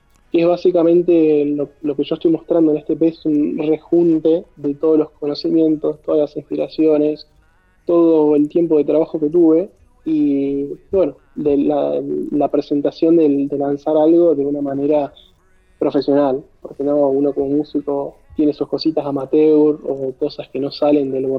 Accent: Zapala, Neuquén, Argentina; Yo ahora estoy viviendo en la provincia de Neuquén, en la ciudad de Zapala. Estoy, bueno, en una chacra. Soy originariamente... Sí, en Chaco. La curiosidad es

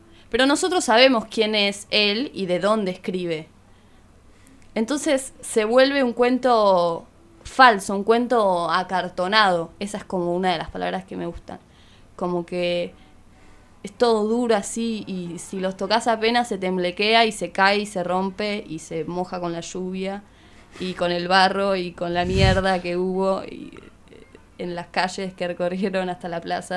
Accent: Argentina; En esta otra idea que nos atraviesa como argentinos también

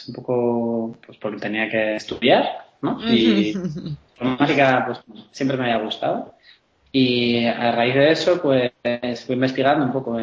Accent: Zaragoza, Aragon, Spain; born there; yo nací en Zaragoza, en una ciudad aquí en España, en 1982, tengo 33 años.

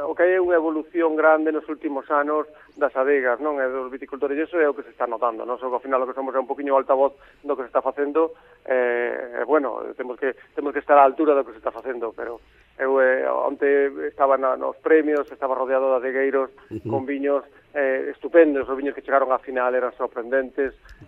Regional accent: Ourense, Galicia, Spain; tamén está ben que nos recordemos que somos do Ourense e que temos que facer cousas en Ourense

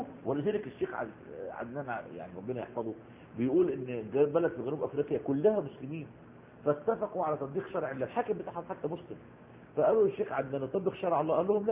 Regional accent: Egypt; نفس القصة عندنا في مصر

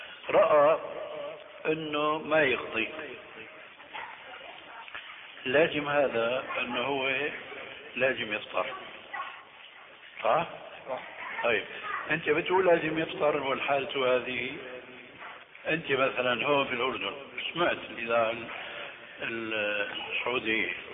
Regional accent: Damascus, Damascus Governorate, Syria; رح يمكن هو كما يقولون عندنا في الشام

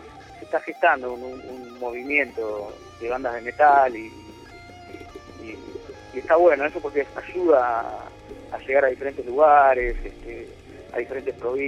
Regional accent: Buenos Aires, Argentina; Nosotros somos argentinos, vivimos en Buenos Aires y nos toca vivir las cosas que nos tocan vivir

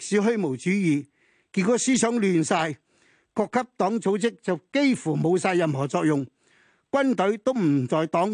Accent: Hong Kong; 我哋作為一個香港人，我自己喺香港咁耐，出生到長大、學習到而家邁入去呢、這個老年嘅階段

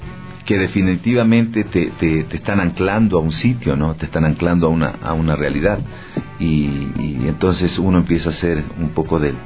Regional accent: Argentina; Yo vengo del país de Mafalda, ¿no?

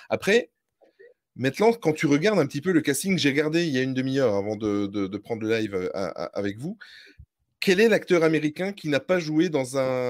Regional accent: Belgium; je parle le français, même si je suis belge

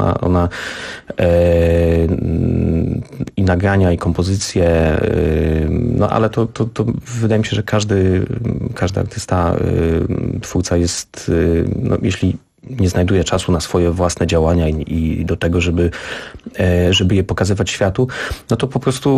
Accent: Szczecin, West Pomeranian Voivodeship, Poland; Pochodzę z Szczecina.

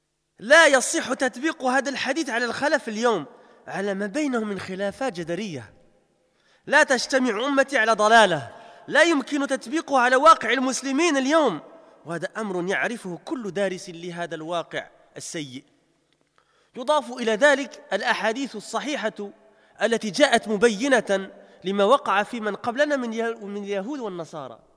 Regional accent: Belgium; parce que j'ai grandi en Belgique, je suis né en Belgique, j'ai passé plus de 30 ans en Belgique

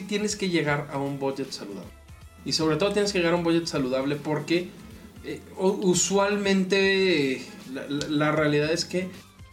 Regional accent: Nuevo León, Mexico; Y soy el único regio del equipo.

